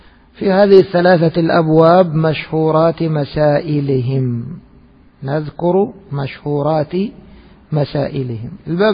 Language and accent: Arabic; Egypt; نحن أدركنا العملة في بلادنا مصر لما كانت من النحاس